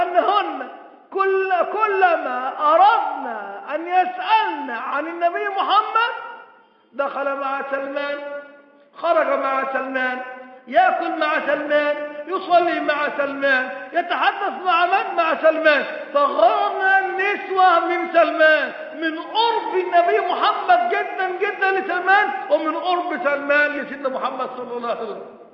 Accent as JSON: {"language": "Arabic", "country": "Egypt", "said": "بقى أنا من مصر أروح السعودية وفي السعودية بشروني بإن حسن السلوى اتخلع وهدخل بلدي من بعد الثورة"}